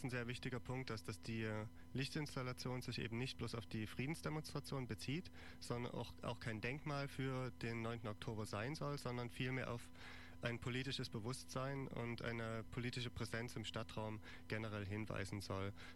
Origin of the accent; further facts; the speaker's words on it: Leipzig, Saxony, Germany; Als Leipziger hier aufgewachsen, auch bei den Demonstrationen mit dabei gewesen.